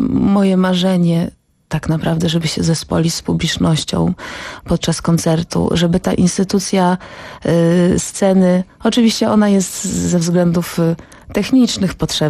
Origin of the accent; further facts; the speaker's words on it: Działdowo, Warmian-Masurian Voivodeship, Poland; now in Warsaw, Poland; teraz jestem z Warszawy. Pochodzę z Działdowa i tam spędziłam pierwszą część, można powiedzieć, dotychczasowego życia. A Warszawa już teraz przekracza ten czas, który spędziłam w Działdowie.